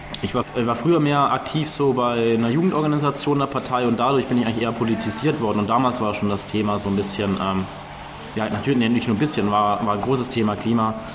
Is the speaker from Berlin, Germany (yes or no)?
yes; Berlin, Germany; Ich komme aus Berlin.